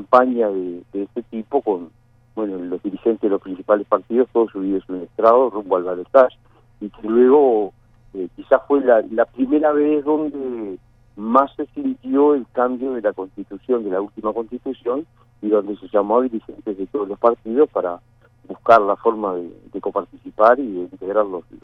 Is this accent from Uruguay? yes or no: yes; Uruguay; nos hace sentir muy orgullosos como uruguayos